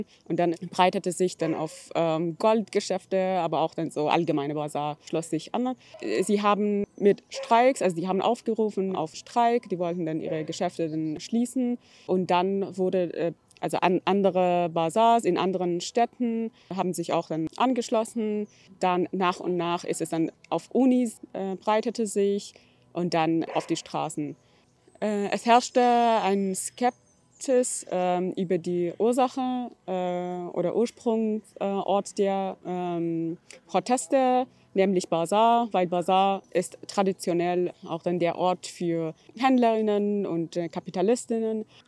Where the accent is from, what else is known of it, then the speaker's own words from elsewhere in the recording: Iran; German is a second language; now in Germany; Ich komme ursprünglich aus dem Iran, lebe in Deutschland seit einigen Jahren